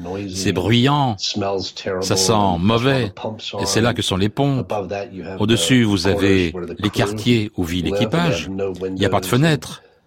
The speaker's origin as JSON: {"language": "French", "region": "North Carolina", "country": "United States", "tie": "born or raised there", "said": "à aller dans des endroits dont j'avais entendu parler quand j'étais enfant en Caroline du Nord"}